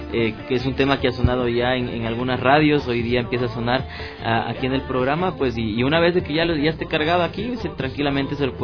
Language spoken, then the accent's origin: Spanish; Ecuador; lo que queríamos era algo que tenga que identificarnos como ecuatorianos, ¿no?